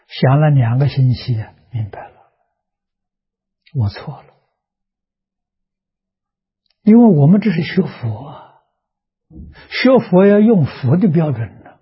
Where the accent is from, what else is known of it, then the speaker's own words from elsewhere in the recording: China; 我们是中国人，为什么去学印度人的？